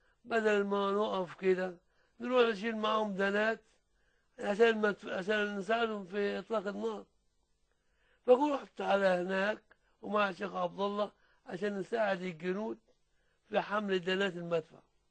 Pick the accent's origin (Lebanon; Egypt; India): Egypt; Suez, Suez Governorate; وكان الموزع السلاح عندنا في السويس